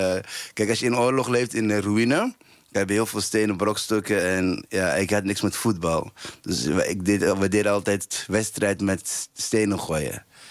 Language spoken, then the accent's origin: Dutch; Somalia; now in Netherlands; Ja, kijk, ik kom uit Somalië. En op mijn 5e was oorlog begonnen.